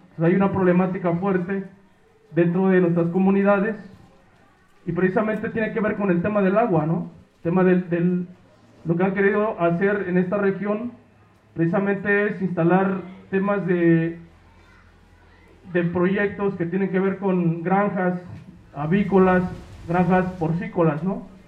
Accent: Oaxaca, Mexico; Venimos de la Mixteca Oaxaqueña. Estamos aquí adelantito colindando con la Mixteca Poblana.

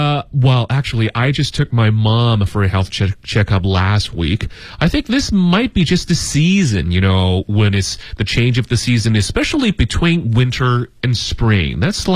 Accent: Beijing, China; I grew up here in Beijing for, well, I have to say almost 40 years now.

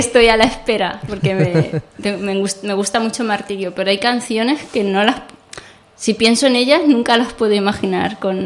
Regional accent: Castilla-La Mancha, Spain; Pues mi árbol, como buena manchega... Es la encina.

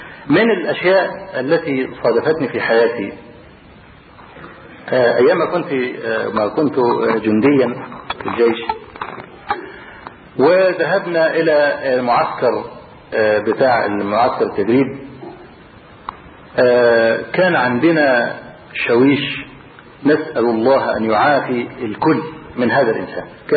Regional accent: Egypt; وبعدين قال من مصر؟ اللي رفع قبل كده ما رفعش ايده، فرفعت ايده

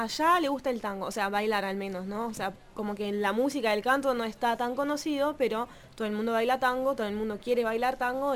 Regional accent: France; Spanish is a second language; moved away as an adult; Sí, yo igual nací en Francia y viví toda mi vida en Francia.

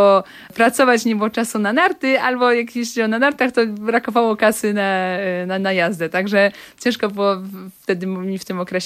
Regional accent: Lodz, Łódź Voivodeship, Poland; To zaczynając od Łodzi, tak, jestem taką stuprocentową łodzianką.

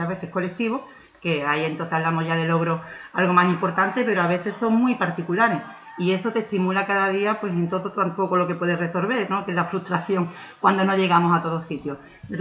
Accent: Ubrique, Andalusia, Spain; al final pues decidí dar el paso hacia adelante y me vine para Ubrique, claro, para trabajar con mi pueblo.

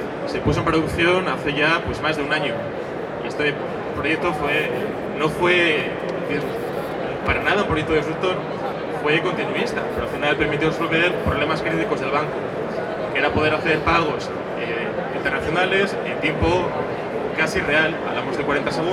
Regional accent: Asturias, Spain; que está en mi tierra, en Asturias

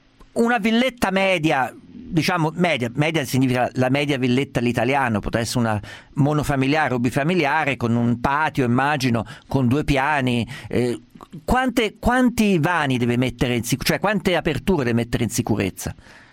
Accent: Perugia, Umbria, Italy; io sono di Perugia, sono nato.

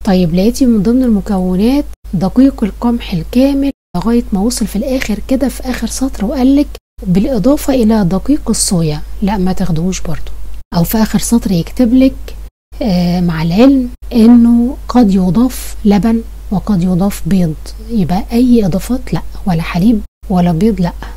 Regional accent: Egypt; يعني احنا مثلا عندنا في مصر النوع اللي الدكتور بيفضله

